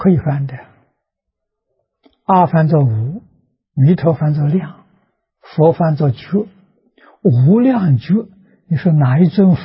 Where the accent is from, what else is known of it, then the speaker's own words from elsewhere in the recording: China; 我们中国人编译大藏经，编译佛教丛书，宋朝时候开始的啊